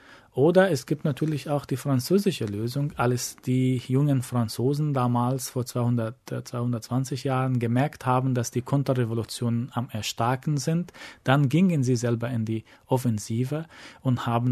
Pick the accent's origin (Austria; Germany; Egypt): Egypt; Ich bin in Ägypten aufgewachsen, in einer Gesellschaft, wo es verboten war, dass 5 Menschen sich auf der Straße versammeln, wenn sie nicht zu der gleichen Familie gehören.